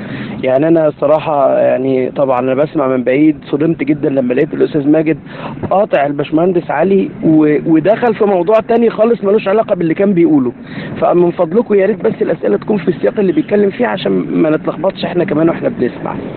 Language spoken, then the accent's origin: Arabic; Egypt; احنا عندنا في مصر الوضع بالنسبه للورق غير مختلف شويه